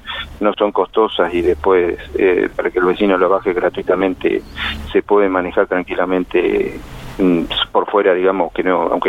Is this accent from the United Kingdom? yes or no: no; Buenos Aires Province, Argentina; yo soy de provincia de Buenos Aires y que allá se estaban implementando, o sea, nacido allá, ¿no?